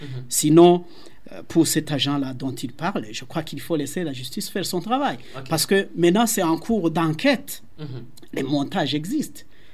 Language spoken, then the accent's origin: French; Burundi; Nous sommes des Burundais à part entière, nous sommes des citoyens burundais et nous avons les droits et les devoirs, bien sûr, et nous devons jouir des mêmes droits que tous les autres Burundais.